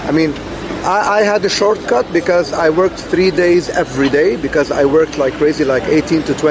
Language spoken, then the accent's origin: English; Beirut, Beirut Governorate, Lebanon; I come from a very poor country. It's called Lebanon.